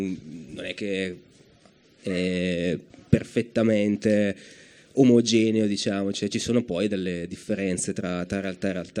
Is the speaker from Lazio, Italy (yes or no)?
no; Brescia, Lombardy, Italy; che sono bresciano